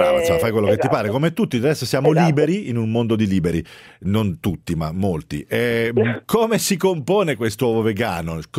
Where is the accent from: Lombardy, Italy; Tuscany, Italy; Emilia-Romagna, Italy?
Tuscany, Italy; posso mettermici anch'io perché sono toscano anch'io